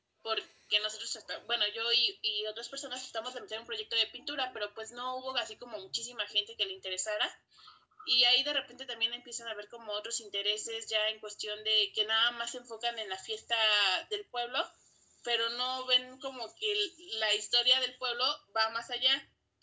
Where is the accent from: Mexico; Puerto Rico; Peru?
Mexico; Los Reyes, Coyoacán, Mexico City; soy del pueblo de Los Reyes, Coyoacán.